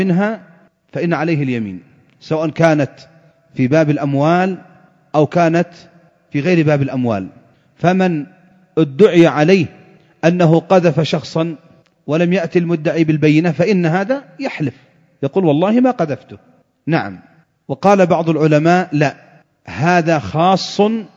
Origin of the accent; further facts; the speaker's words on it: Yemen; فإذا كان المتنازع عليه مثلا عندنا في اليمن سلاحا آلي أو جنبية أو غترة